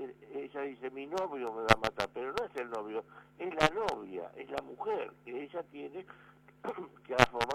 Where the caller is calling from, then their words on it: San Fernando, Buenos Aires Province, Argentina; de San Fernando.